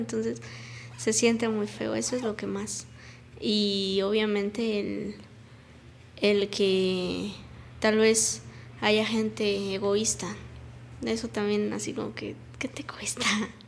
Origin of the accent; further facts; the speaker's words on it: Cuernavaca, Morelos, Mexico; cuando yo digo, soy de Cuernavaca, soy de Morelos.